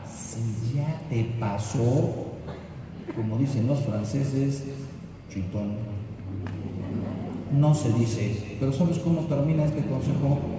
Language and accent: Spanish; Mexico; Yo soy mexicano.